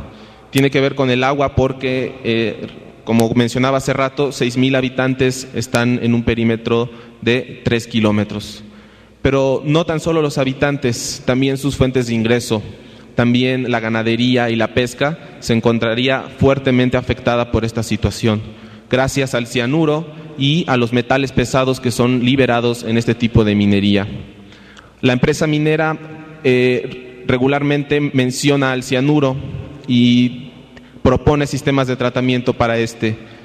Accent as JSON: {"language": "Spanish", "region": "Veracruz", "country": "Mexico", "said": "nosotros somos veracruzanos y estamos preocupados por este proyecto minero"}